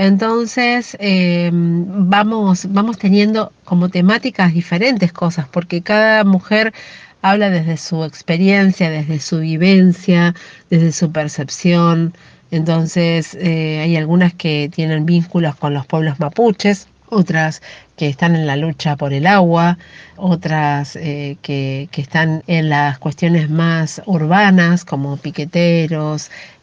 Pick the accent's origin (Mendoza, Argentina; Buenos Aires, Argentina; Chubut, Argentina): Buenos Aires, Argentina; y lo rioplatense, que es lo que me identifica porque soy de Buenos Aires, amo Buenos Aires.